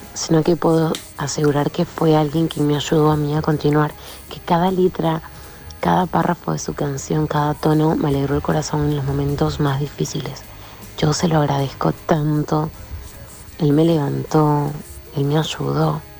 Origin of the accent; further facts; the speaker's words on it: Buenos Aires, Argentina; soy de Capital Federal